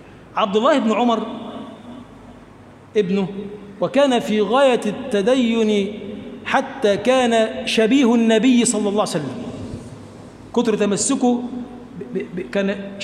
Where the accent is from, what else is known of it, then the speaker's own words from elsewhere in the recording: Egypt; اللهم اجعل بلدنا مصر بلدا آمنا